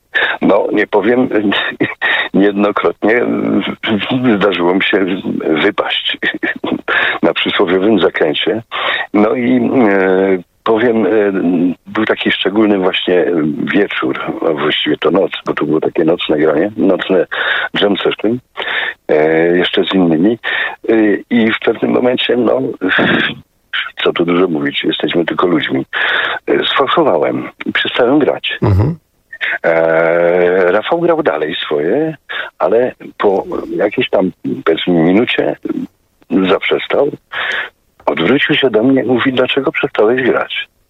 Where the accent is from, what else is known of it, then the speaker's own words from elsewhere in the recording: Tarnowskie Góry, Silesian Voivodeship, Poland; accent: Silesian; Ponieważ ja pochodzę z Górnego Śląska, z Tarnowskich Gór, to słowo bardzo często w naszej Gwarze Śląskiej jest używane.